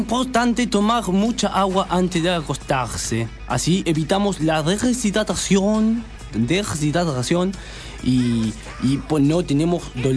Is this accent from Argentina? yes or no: no; Paris, Île-de-France, France; Spanish is a second language; Yo, París.